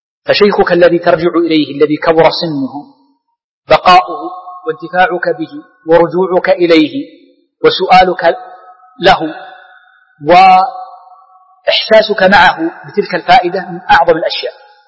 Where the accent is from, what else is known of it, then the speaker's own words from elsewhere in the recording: Riyadh, Riyadh Province, Saudi Arabia; وكان الشيخ بن باز باعتبار أشهر المشايخ عندنا في الرياض